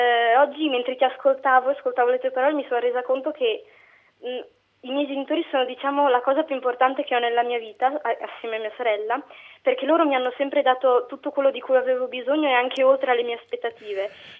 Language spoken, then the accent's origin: Italian; Ferrara, Emilia-Romagna, Italy; E vengo da Ferrara, appunto.